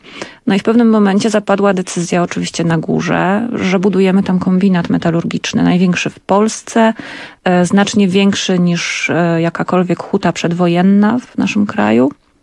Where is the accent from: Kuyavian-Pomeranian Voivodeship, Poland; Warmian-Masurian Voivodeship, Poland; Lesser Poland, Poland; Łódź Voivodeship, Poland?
Lesser Poland, Poland; Kraków; ja rzeczywiście mam korzeń i ja się urodziłam w tym pierwszym nowochódzkim szpitalu. Całe życie przemieszkałam w Nowej Hucie, dalej tam mieszkam.